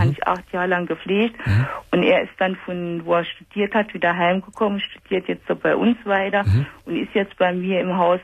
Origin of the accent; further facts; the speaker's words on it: Saarland, Germany; Das ist bei uns im Saarland ist das sogar.